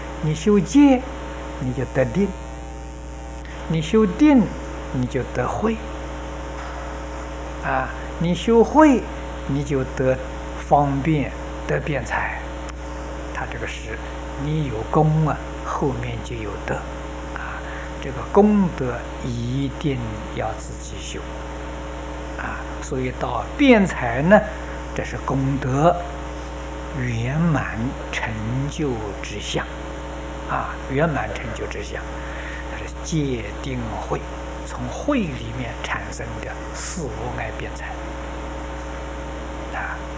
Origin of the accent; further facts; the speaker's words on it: China; 我们中国人称为完人啊